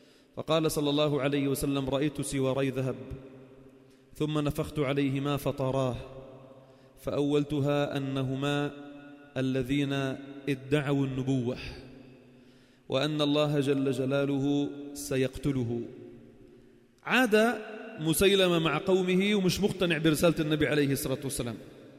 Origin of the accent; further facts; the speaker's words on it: Sidon, South Governorate, Lebanon; مقامه الذي مر فيه في الفتوحات كان عندنا في صيدا